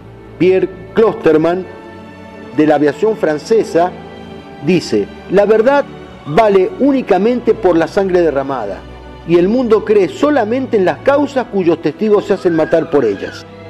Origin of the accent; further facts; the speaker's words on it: Argentina; Como católicos y argentinos y como hispanoamericanos, nos sentimos orgullosos de esta gesta.